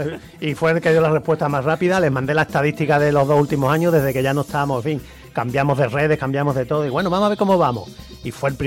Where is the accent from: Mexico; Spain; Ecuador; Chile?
Spain; Carmona, Andalusia; Yo en realidad no soy de Sevilla, ¿eh? Yo soy de un reino de Taifa, yo soy de Carmona.